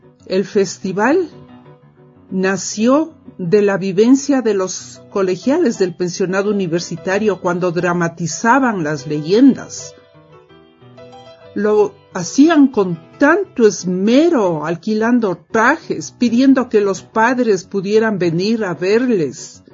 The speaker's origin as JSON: {"language": "Spanish", "town": "Quito", "region": "Pichincha", "country": "Ecuador", "tie": "born or raised there", "also_born_or_lived": "Michigan, United States", "said": "Soy quiteña de cepa, por más señas de padres chagras, y crecí con mucho apego a la historia de mi ciudad"}